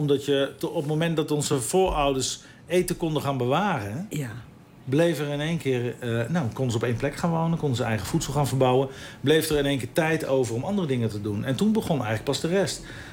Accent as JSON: {"language": "Dutch", "town": "Ede", "region": "Gelderland", "country": "Netherlands", "said": "Ik kom uit Ede en toen moest ik mijn dienstplicht gaan doen."}